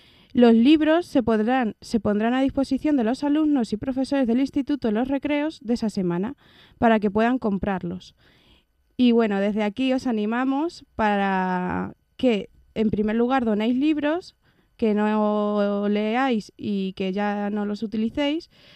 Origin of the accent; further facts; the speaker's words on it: La Solana, Castilla-La Mancha, Spain; vengo de La Solana.